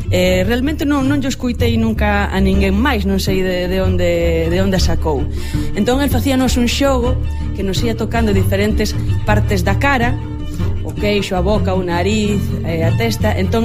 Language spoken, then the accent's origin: Galician; Muxía, Galicia, Spain; also born or lived in Corcubión; Eu son da Costa da Morte, crieime na Costa da Morte, en concreto en Muxía, en Corcubión tamén, unha das zonas máis bonitas e máis bravas de Galicia.